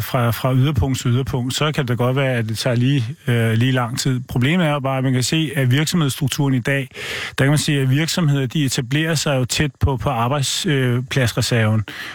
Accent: Capital Region of Denmark, Denmark; Jeg er født og opvokset på Vestegn, hvor al trafik, det skulle ind over hovedbanen for, at man skulle ud igen.

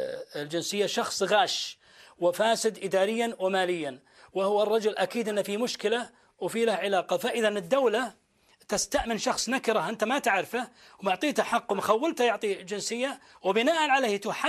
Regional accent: Saudi Arabia; ما في بلد في العالم تسمى باسم عائله الا ديرتنا

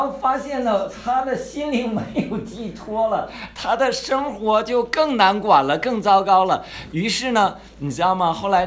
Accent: China; 这咱都是中国人哈，咱们在座都是大陆的吧哈，没有台湾的，没有台湾。

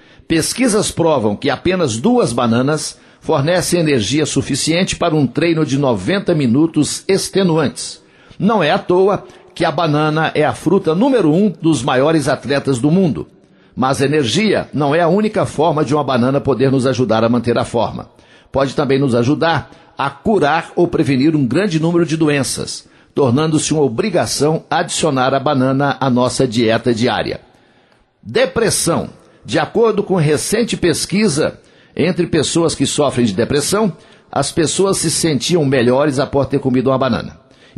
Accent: Coromandel, Minas Gerais, Brazil; lá na minha cidade de Coromandel

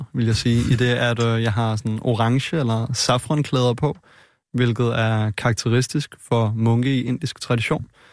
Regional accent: Frederiksberg, Capital Region of Denmark, Denmark; jeg er født og opvokset i Danmark i en dansk kernefamilie på Frederiksberg med et par gode forældre

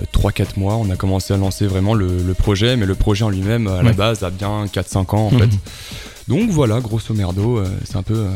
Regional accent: Nice, Provence-Alpes-Côte d'Azur, France; now in Lyon, France; Alors non, moi je suis pas de Lyon. Nous on vient de Nice à la base.

